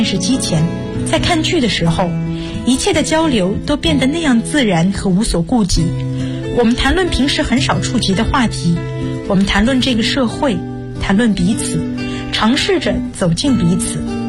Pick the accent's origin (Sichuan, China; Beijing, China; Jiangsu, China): Jiangsu, China; Suzhou; 我来自江苏苏州，我就读于南京大学，距家226公里